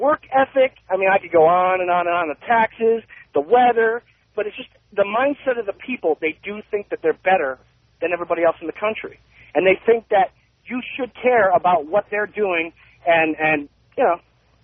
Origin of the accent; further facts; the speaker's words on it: Connecticut, United States; now in Los Angeles, United States; I'm from Connecticut, and I've lived in the Valley about 9 months. And I'll tell you what, I left there because I can't stand it there.